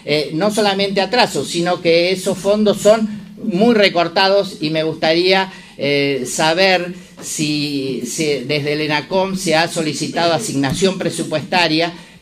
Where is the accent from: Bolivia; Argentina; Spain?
Argentina; Río Negro; Claro, yo soy de Río Negro, entonces hay que hacer 1000 kilómetros para presentarse personalmente.